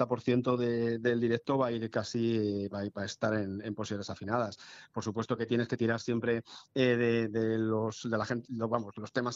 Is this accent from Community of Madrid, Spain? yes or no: yes; Madrid, Community of Madrid, Spain; En ese somos de Hortaleza